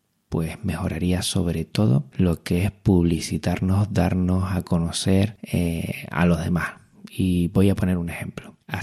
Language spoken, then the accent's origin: Spanish; Canary Islands, Spain; accent: Canarian; Por mi acento me delata ya, pero entiendo que todos sabrán que soy canario.